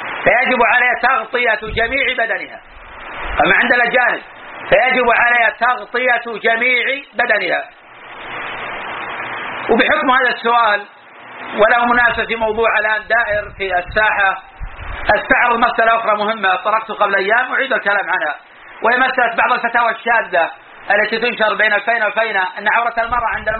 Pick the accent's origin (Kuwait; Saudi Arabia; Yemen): Saudi Arabia; Najd; وإلى الآن بقايا من النساء الكبار عندنا في نجد